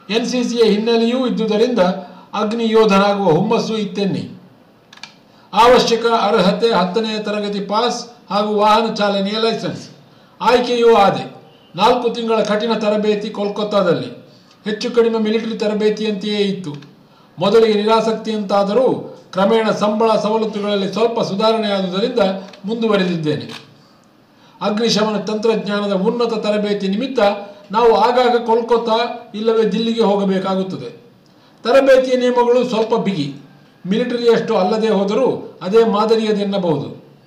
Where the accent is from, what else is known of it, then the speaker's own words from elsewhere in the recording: Karnataka, India; ವಿಷಾದದ ಸಂಗತಿ ಎಂದರೆ ನಾವು ಬೆರಳೆಣಿಕೆಯಷ್ಟು ಜನ ಮಾತ್ರ ಕನ್ನಡಿಗರು ಈ ಕ್ಷೇತ್ರದಲ್ಲಿದ್ದೇವೆ.